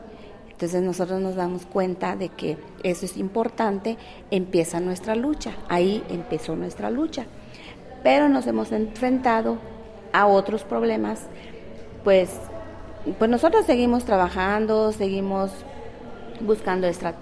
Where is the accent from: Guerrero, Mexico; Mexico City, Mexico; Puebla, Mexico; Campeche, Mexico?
Campeche, Mexico; Hopelchén; Buenas tardes … vengo del estado de Campeche, municipio de Jopelchen